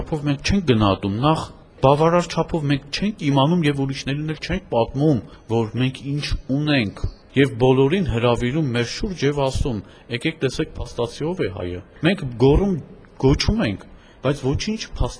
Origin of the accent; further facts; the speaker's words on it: Vanadzor, Lori, Armenia; ես լոր մարզից եմ, Վանաձորից եմ, հենց տեղային ուսումնասիրություն, չէ, արմատներով արևմտյան Հայաստանից ենք, բայց մեր պապը եկել է Էրզրումից, այնուհետև Ճավաղ, այնուհետև հանգրվանել Վանաձորում